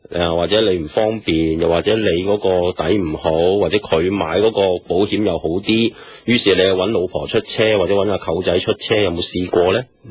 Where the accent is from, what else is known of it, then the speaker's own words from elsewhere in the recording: Hong Kong; 因為我哋香港人咧或者中國人咧就睇慣咧嗰啲叫做咧粵語長片或者以前嗰啲即係電視劇